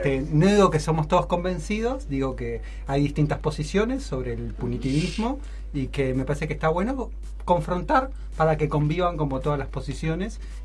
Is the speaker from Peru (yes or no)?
yes; Peru; Si soy peruano también.